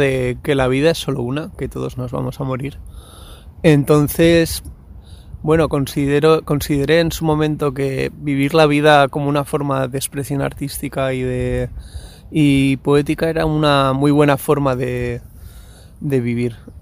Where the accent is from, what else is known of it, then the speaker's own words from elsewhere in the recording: Basque Country, Spain; también yo, como soy del País Vasco, he bebido mucha cultura punk.